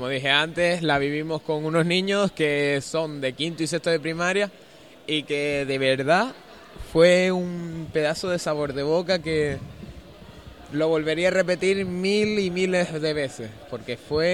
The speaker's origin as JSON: {"language": "Spanish", "region": "Canary Islands", "country": "Spain", "said": "Pues hay gente aquí, no solo somos de aquí, de Canarias, hay extranjeros también."}